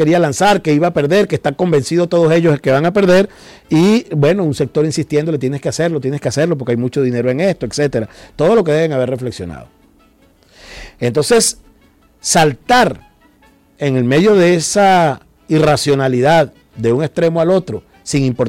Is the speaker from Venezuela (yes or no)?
yes; Venezuela; la fuerza poderosa, verdadera, auténtica que tenemos como venezolanos